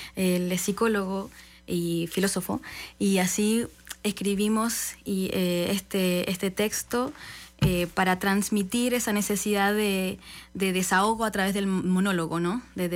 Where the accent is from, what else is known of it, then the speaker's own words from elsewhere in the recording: Chile; Bueno, yo vengo de Chile, él viene de Polonia, somos Teatro Entropía